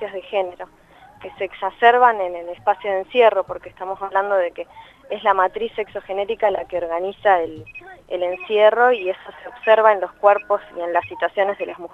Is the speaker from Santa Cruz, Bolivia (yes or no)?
yes; Santa Cruz de la Sierra, Santa Cruz, Bolivia; now in Argentina; yo no siempre viví en Argentina. Viví casi toda mi infancia en Bolivia, en Santa Cruz de la Sierra